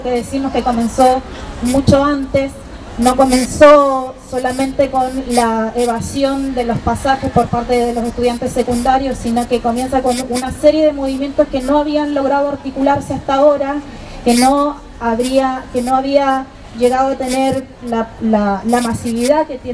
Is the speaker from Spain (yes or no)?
no; Chile; now in Argentina; Yo soy chilena, vivo acá en Argentina